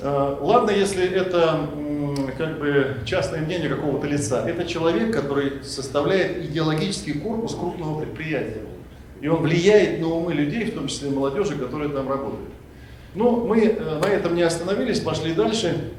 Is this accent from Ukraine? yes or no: no; Siberia, Russia; я родился и вырос в Сибири, я сын советского офицера, белоруса